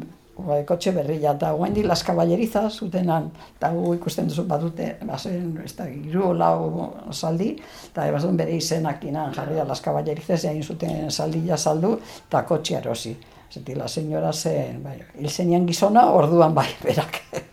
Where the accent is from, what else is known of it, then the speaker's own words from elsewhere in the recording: Irun, Basque Country, Spain; Ni irundarra, ni hemen jaio nintzen, irunen.